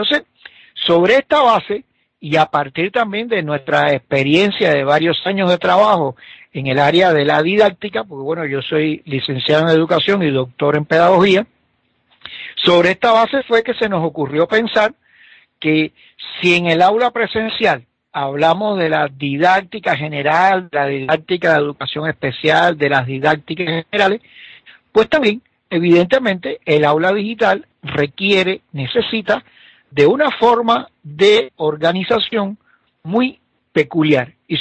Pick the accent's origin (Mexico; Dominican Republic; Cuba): Cuba; moved away as an adult; now in Bolivia; yo todos saben que yo soy cubano, que radico aquí temporalmente en Bolivia